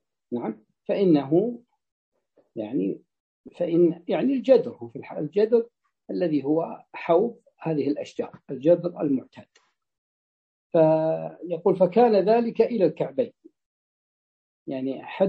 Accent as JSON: {"language": "Arabic", "region": "Najd", "country": "Saudi Arabia", "said": "تجد أن حتى عندنا في نجد عندما تفتح السدود تفتح فتأتي إلى المزارع"}